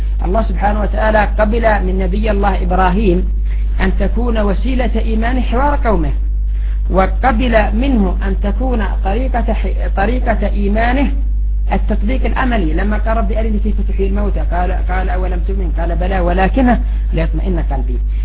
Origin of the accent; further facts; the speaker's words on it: Yemen; مثلا ما هي أسباب قيام 6 حروب عندنا في اليمن؟